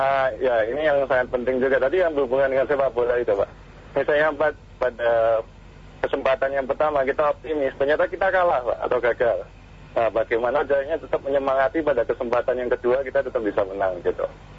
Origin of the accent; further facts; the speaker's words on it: Surabaya, East Java, Indonesia; saya kebetulan kan orang Surabaya nih.